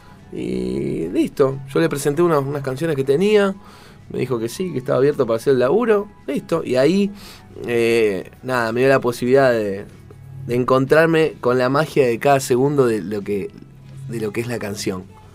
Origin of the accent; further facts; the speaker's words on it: Avellaneda, Buenos Aires Province, Argentina; soy de Avellaneda, zona sur.